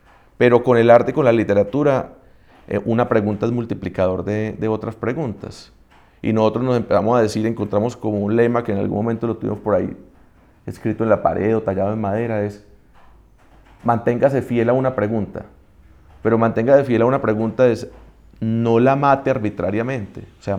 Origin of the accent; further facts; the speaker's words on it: Antioquia, Colombia; nosotros cinco somos antioqueños, ¿cierto o no?